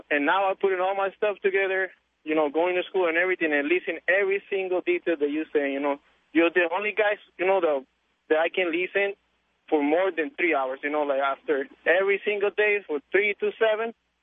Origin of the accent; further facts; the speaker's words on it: Mexico; English is a second language; I'm from Mexico, I'm a Mexican guy.